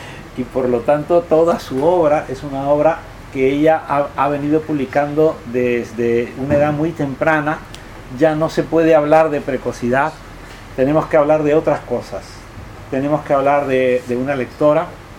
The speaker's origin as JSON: {"language": "Spanish", "region": "Arequipa", "country": "Peru", "said": "en Arequipa, en mi país"}